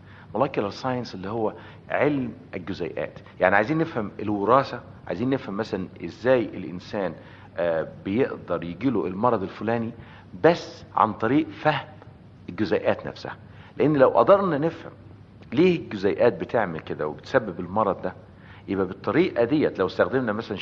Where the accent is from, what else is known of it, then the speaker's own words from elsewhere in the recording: Egypt; لان انا مصري طبعا